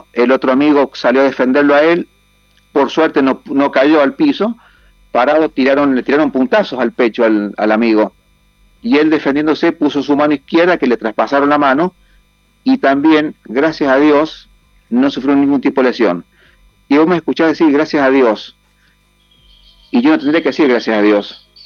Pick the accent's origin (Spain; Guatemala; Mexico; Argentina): Argentina; San Juan; also born or lived in Capilla del Monte, Argentina; yo me vine de Capilla del Monte y dije a mucha gente, me voy a San Juan, que somos de San Juan, pero en Capilla del Monte, Córdoba, dejo muchos ojos y muchos oídos